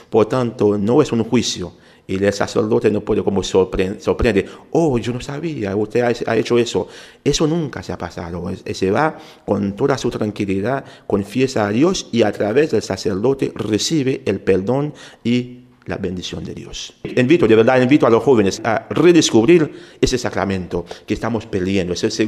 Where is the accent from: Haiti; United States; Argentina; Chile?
Haiti; Spanish is a second language; yo nací en Haití, soy haitiano. Y a veces la gente pregunta, ¿y por qué habla español tan bueno? Pero tenía que estudiarlo. En mi país se enseña español en la escuela.